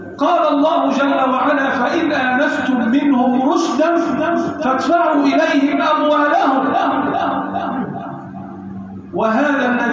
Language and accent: Arabic; Egypt; اللهم احفظ بلدنا مصر وسائرها